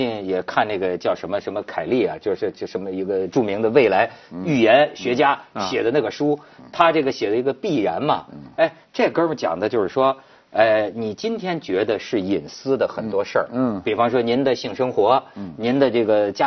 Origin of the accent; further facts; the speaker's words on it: Hebei, China; 到我们老家。